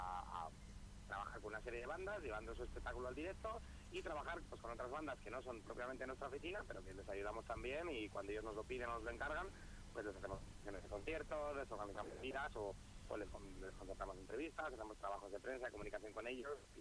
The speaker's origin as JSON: {"language": "Spanish", "town": "Burgos", "region": "Castile and León", "country": "Spain", "tie": "born or raised there", "said": "yo nací en Burgos, me crié en Burgos"}